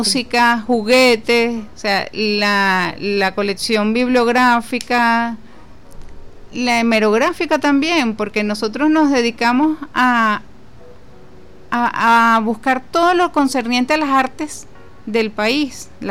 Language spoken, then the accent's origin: Spanish; Venezuela; como venezolano, uno está como agradecido de todas las grandezas que nos puede mostrar el país